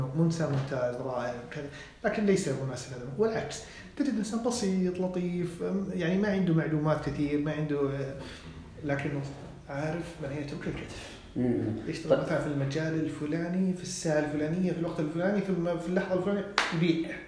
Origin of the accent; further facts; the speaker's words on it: Saudi Arabia; إنه ما تتخذ الدور السائد اللي أنا سعودي معناته أنا اللي مجرد السعودي